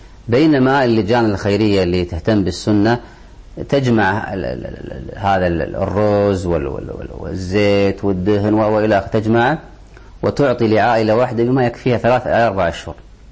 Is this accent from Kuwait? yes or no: yes; Kuwait; الخادمة في البيت في الغالب عندنا في الكويت تأكل مما نأكل وتشرب مما نشرب،